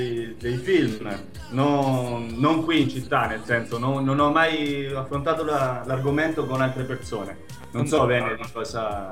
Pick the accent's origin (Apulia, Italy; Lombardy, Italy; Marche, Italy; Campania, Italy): Marche, Italy; Filottrano; moved away as an adult; now in Buenos Aires, Argentina; Filottrano, in provincia di Ancona, nelle Marche.